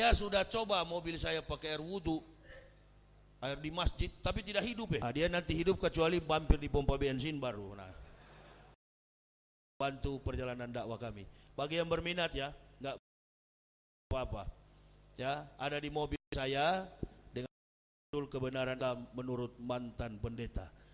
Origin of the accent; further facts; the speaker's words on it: Manado, North Sulawesi, Indonesia; Kami orang Manado, mohon maaf Pak, kami orang Manado enggak giler dengan gelar itu.